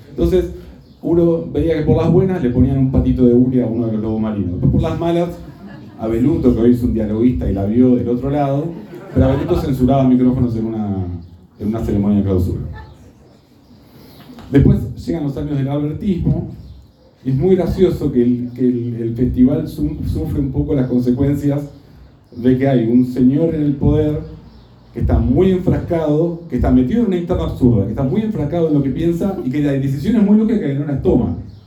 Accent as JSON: {"language": "Spanish", "town": "Mar del Plata", "region": "Buenos Aires Province", "country": "Argentina", "lives_now": "Buenos Aires, Argentina", "said": "yo soy marplatense, vivo ya hace 11 años en Buenos Aires, perdí mi acento marplatense"}